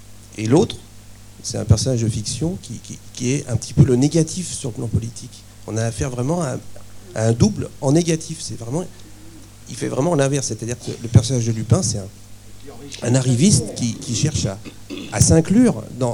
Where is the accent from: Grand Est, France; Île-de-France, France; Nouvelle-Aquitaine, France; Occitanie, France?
Nouvelle-Aquitaine, France; je suis de Charente